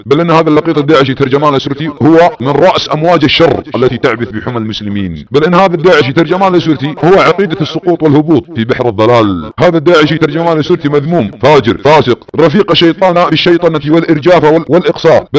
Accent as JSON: {"language": "Arabic", "country": "Saudi Arabia", "said": "في محاربة بلادنا السعودية وحكامنا"}